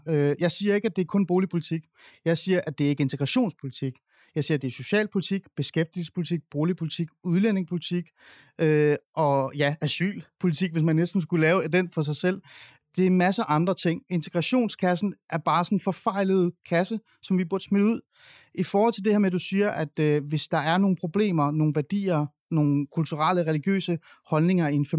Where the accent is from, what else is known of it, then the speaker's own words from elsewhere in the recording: Capital Region of Denmark, Denmark; jeg bor ikke i København. Jeg bor i Jylland. Jeg er vokset op i Nordsjælland. Jeg er vokset op i det borgerlige Danmark. Det er meget, meget, meget blå Danmark.